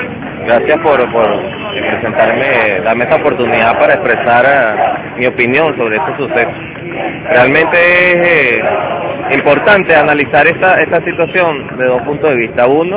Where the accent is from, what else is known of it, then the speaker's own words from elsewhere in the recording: Venezuela; Y nosotros como pueblo venezolano, nosotros como buscando la segunda independencia de Venezuela